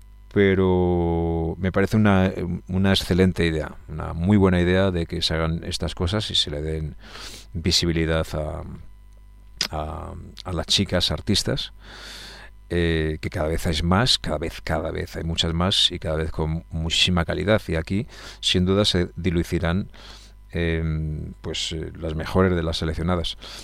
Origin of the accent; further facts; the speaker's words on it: Madrid, Community of Madrid, Spain; los que somos de Madrid